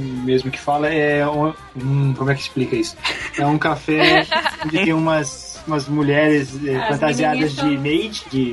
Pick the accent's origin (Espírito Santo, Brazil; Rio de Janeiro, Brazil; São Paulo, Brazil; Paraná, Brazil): São Paulo, Brazil; Marília; eu que sou de Marília, então o interior